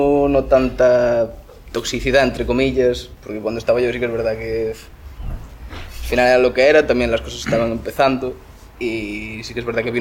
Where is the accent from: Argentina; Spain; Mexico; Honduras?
Spain; Vigo, Galicia; Que yo no soy de Ferrol, yo soy de Vigo.